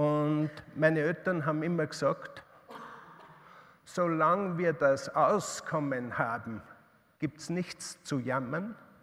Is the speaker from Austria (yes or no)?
yes; Upper Austria, Austria; Ich bin in Oberösterreich in einer Kreislerei aufgewachsen.